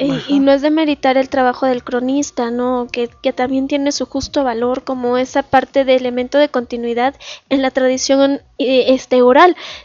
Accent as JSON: {"language": "Spanish", "country": "Mexico", "said": "Solamente somos mexicanos el 16 de septiembre, el 12 de diciembre, querramos o no"}